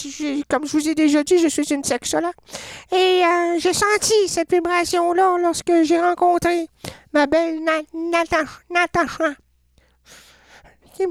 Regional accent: Sherbrooke, Quebec, Canada; Mais moi, parce que je viens de Sherbrooke. Sherbrooke. Mais Sherbrooke ne peut pas sortir de moi.

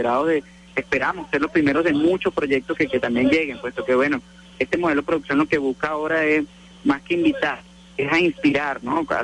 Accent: Caracas, Capital District, Venezuela; yo soy de Caracas, pero tuve 8 años viviendo allá

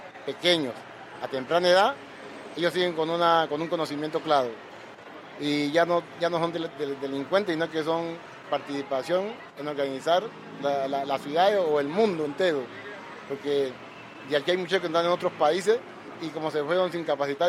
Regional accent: Zabaleta, Valle del Cauca, Colombia; born there; now in Cali, Colombia/also=Buenaventura; Pues yo nací en Zabaleta, un corregimiento de Buenaventura.

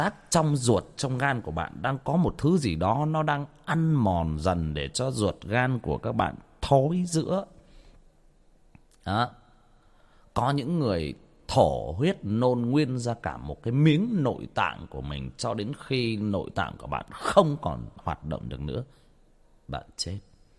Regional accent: Trà Vinh, Vietnam; Quê tôi Trà Vinh

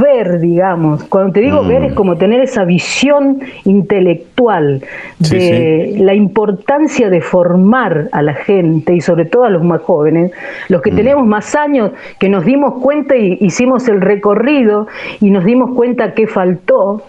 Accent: Catamarca, Argentina; also born or lived in San Juan; No, soy catamarqueña.

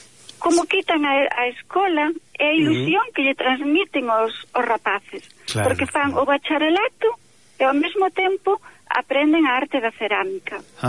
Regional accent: Galicia, Spain; first language Galician; porque eu penso en galego, sabes, porque a miña lingua materna, eu falo tamén castelán, pero a miña lingua materna é o galego.

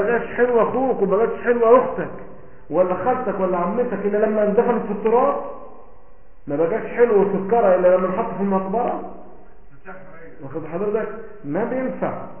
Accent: Egypt; من الاردن انا من مصر

